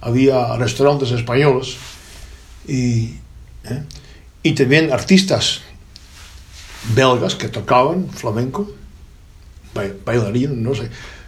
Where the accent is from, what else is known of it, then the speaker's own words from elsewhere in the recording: Netherlands; yo, en primer lugar, nací en Holanda, soy holandés.